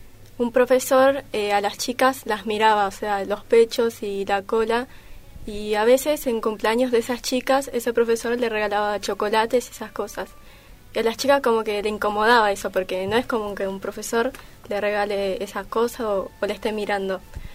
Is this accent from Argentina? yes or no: yes; Buenos Aires, Argentina; tengo 17 años y vengo de Piedra Buena.